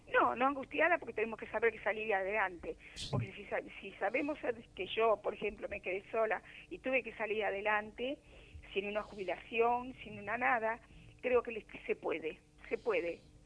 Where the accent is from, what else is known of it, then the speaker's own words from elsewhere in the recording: Argentina; Como argentina, tenemos que saber que la muerte no es en vano.